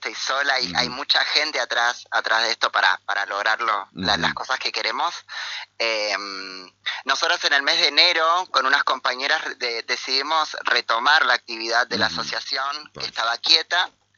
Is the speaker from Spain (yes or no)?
no; Buenos Aires, Argentina; now in Concordia, Argentina; Yo soy de Buenos Aires, te cuento.